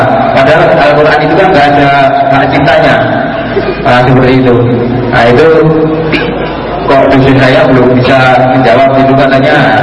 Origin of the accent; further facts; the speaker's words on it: Temanggung, Central Java, Indonesia; saya dari Temanggung.